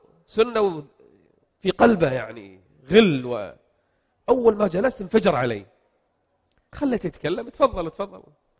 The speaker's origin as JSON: {"language": "Arabic", "country": "Kuwait", "said": "جاي من بلدي الكويت لبلد الخبر يعني أنا في النهاية ما سافرت يعني جاي من بلدي إلى بلدي"}